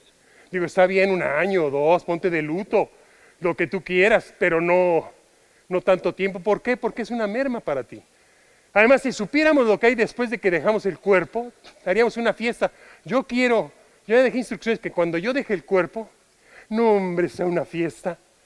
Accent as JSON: {"language": "Spanish", "country": "Mexico", "said": "Yo soy mexicano. Yo no pertenezco a España más que en amor."}